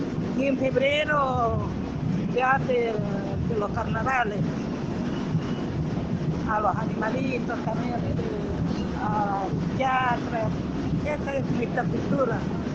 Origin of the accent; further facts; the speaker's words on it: Altiplano, Bolivia; now in Argentina; Yo vivo acá en la Argentina desde la dictadura. Yo soy joya de Bolivia, del altiplano